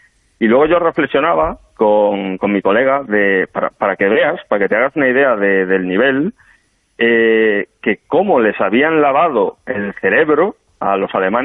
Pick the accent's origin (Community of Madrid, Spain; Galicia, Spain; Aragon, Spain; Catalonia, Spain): Galicia, Spain; yo, como sabéis, soy gallego y en Galicia la verdad es que no se caracteriza por una gran cantidad de estos grupos en las calles